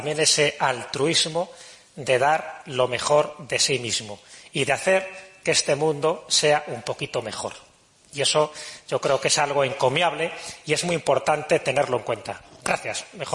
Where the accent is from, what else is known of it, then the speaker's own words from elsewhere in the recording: Valladolid, Castile and León, Spain; me siento en mi tierra, en Valladolid.